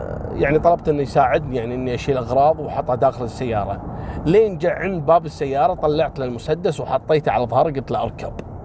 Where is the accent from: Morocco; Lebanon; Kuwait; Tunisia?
Kuwait; طبعا هو مسوي نفس سالفة خالد الذيب عندنا في الكويت.